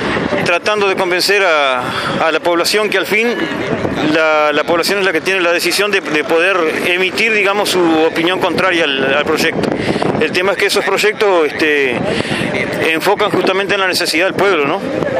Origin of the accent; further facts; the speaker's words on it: Tambores, Uruguay; yo vengo de Tambores, límite Paysandú con Tacuarembó.